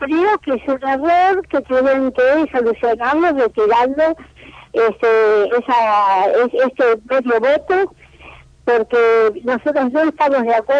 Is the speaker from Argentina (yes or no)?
yes; Argentina; soy argentina de pura uh-huh. cepa.